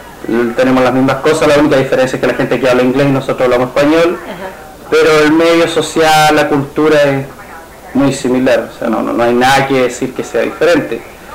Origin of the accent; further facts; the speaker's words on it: Chile; moved away as an adult; now in Bethany Beach, United States; tengo 33 años, soy de nacionalidad chilena. Estoy acá en Estados Unidos hace más o menos 3 años, 2 años y medio, casi 3.